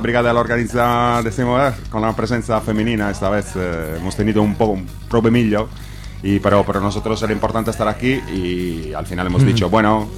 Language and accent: Spanish; Basque Country, Spain; venimos un poco de Guipúzcoa, de Álava, de Vizcaya, de Nafarroa.